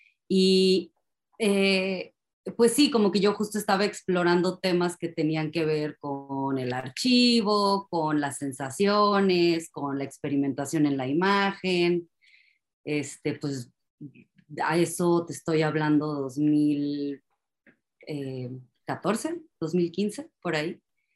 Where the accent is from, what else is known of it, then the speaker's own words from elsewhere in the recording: Mexico; Siempre digo que como que tuve que salir de México, siento, para conocer quién es … Y bueno, pues empecé a participar en esta exposición, regresé a México